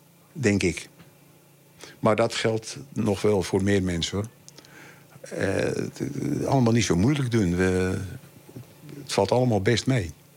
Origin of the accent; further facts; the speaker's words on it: Amsterdam, North Holland, Netherlands; born there; Ik ben in Amsterdam geboren en mijn moeder was Volendamse. En toen ik 10 was, kwamen wij hier wonen.